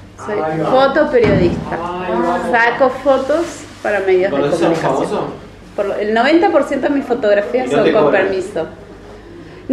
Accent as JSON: {"language": "Spanish", "region": "Santiago del Estero", "country": "Argentina", "also_born_or_lived": "Buenos Aires", "moved": "as an adult", "lives_now": "Bariloche, Argentina", "said": "No soy de acá. Soy del norte de la Argentina, de Santiago del Estero, una provincia muy, muy calurosa. Y vine acá hace 10 años, pero antes viví en Buenos Aires."}